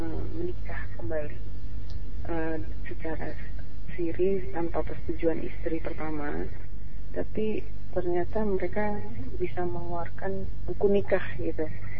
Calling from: Jakarta, Indonesia; Saya dari Jakarta Selatan.

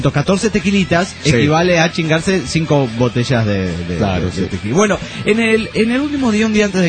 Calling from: Buenos Aires, Argentina; de Buenos Aires, Argentina

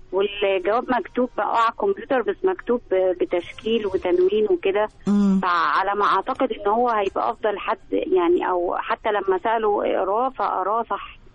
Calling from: Alexandria, Alexandria Governorate, Egypt; من اسكندريه.

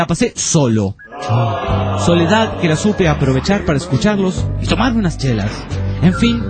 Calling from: Pucallpa, Ucayali, Peru; de Pucallpa, el Perú, dice.

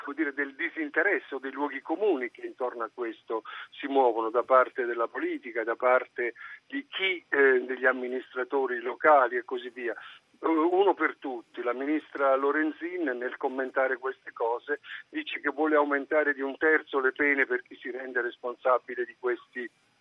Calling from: Trieste, Friuli-Venezia Giulia, Italy; chiamo da Trieste.

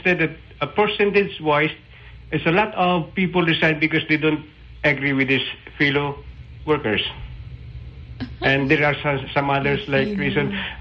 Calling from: Cagayan de Oro, Northern Mindanao, Philippines; I'm from CDO, sir.

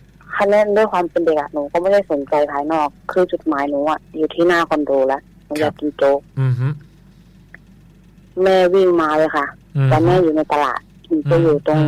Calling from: Nakhon Ratchasima, Thailand; อยู่โคราชค่ะ

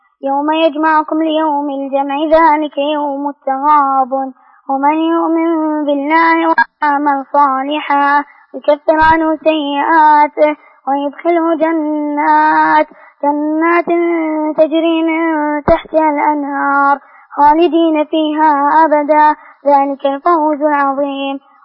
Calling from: Riyadh, Riyadh Province, Saudi Arabia; من الرياض.

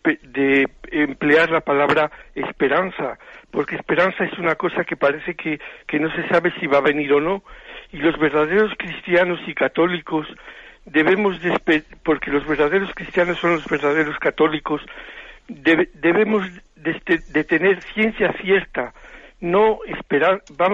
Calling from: Zamora, Castile and León, Spain; yo soy de Zamora

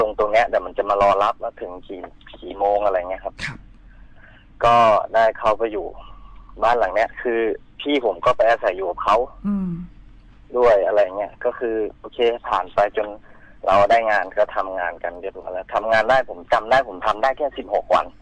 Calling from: Surin, Thailand; อยู่ที่สุรินทร์นะครับเพิ่งมาถึงตอน2ทุ่มนะครับ

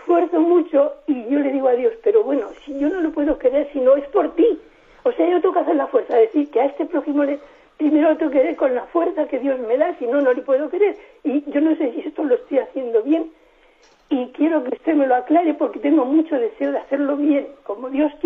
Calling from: Madrid, Community of Madrid, Spain; Buenos días … de Madrid.

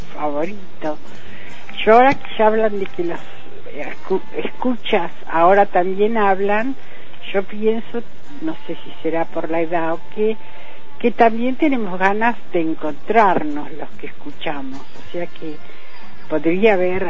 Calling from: Quilmes, Buenos Aires Province, Argentina; de Quilmes.

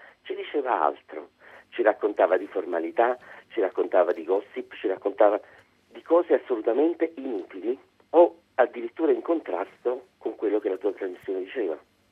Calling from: Naples, Campania, Italy; Sono da Napoli, sono arrabbiato.

